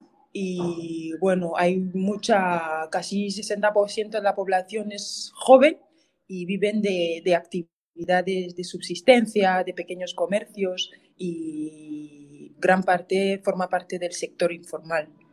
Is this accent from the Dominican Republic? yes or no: no; Cameroon; first language Ticat; Spanish is a second language; Pues yo hablo mi idioma materno, que es el ticat. Yo hablo francés e inglés, que es el idioma de un poco del trabajo, de la educación, porque la educación es francófona y anglófona. O sea, Camerún es un país bilingüe.